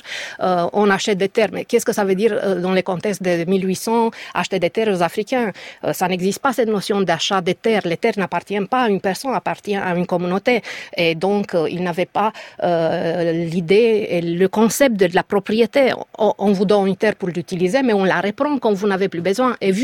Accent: Romania; French is a second language; j'estimais que je n'avais pas assez de distance critique par rapport à mon pays d'origine.

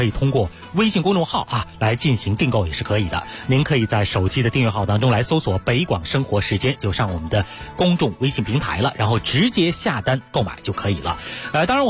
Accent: Beijing, China; 是我们北京人特别喜欢的

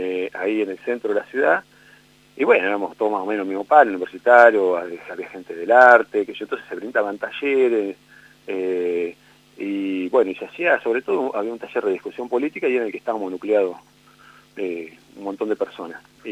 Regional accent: Buenos Aires, Argentina; yo vengo de afuera, vengo de la provincia de Buenos Aires, entonces no conocía los barrios mucho de la ciudad

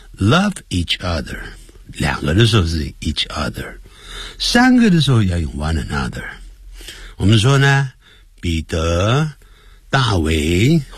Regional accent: China; 咦， you're from China, 你来自中国，因为我们中国人很多人都会念成been

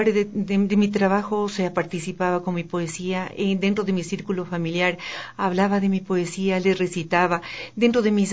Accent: Riobamba, Chimborazo, Ecuador; born there; compartir con mi ciudad de Riobamba, porque soy nacida en Riobamba

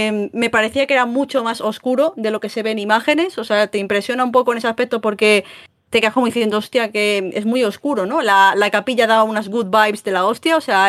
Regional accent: Madrid, Community of Madrid, Spain; yo soy muy urbanita, soy de Madrid

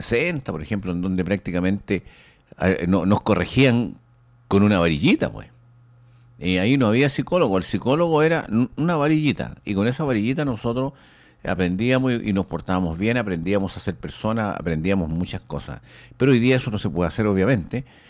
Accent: Chile; pero tenemos algo que nosotros como chilenos nos representa, que es nuestro folclore, nuestra comida, nuestra música, nuestra forma de ser

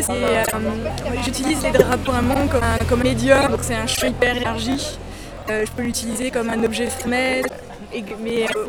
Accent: Bourgogne-Franche-Comté, France; j'ai eu mon bac et ensuite j'ai fait les beaux-arts à Dijon. Je suis de Bourgogne, tu vois.

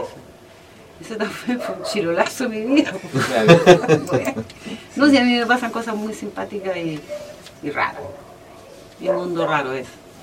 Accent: Chile; Soy chilena, pues, me encontré en Perú

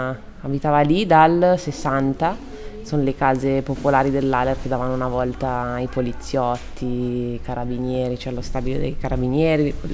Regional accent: Trezzano sul Naviglio, Lombardy, Italy; also born or lived in Milan; Sono nata a Milano, sono cresciuta a Trezzano, okay, sul Naviglio, dove vivono i miei genitori, e poi ho girato un po' a Segrate, un po' in Città Studi, ho girato un po' di case

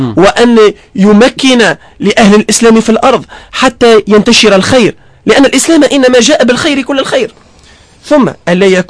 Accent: Tunisia; أنا كمواطن تونسي ليست لي أي سلطة أو أي صلاحيات

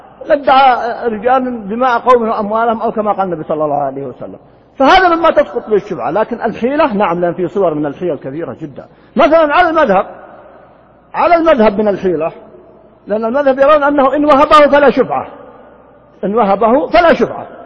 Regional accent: Riyadh, Riyadh Province, Saudi Arabia; كان يسمى عندنا في الرياض قديمنا الجفرة في الديرة

